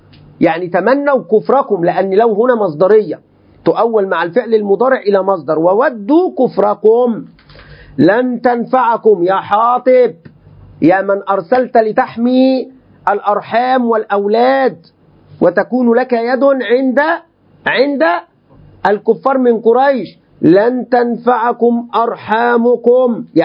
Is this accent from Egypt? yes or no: yes; Egypt; كلمة بقى دي يعني أنا كعمي مصري يعني دايما نقول هذه الكلمة